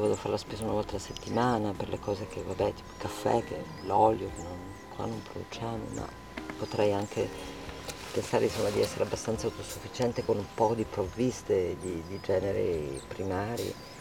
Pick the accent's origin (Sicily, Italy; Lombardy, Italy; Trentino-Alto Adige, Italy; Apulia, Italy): Trentino-Alto Adige, Italy; io sono vissuta in Val di Sori, in un posto a 1000 metri dove c'era una natura molto selvaggia, parliamo degli anni 63, 64, 65, cioè anni in cui non c'era ancora il turismo